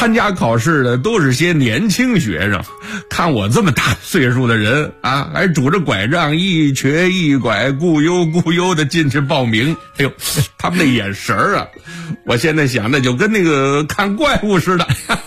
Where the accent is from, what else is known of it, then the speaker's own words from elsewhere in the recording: Shandong, China; 我们家是山东的，我们那块的考场呢设在泰安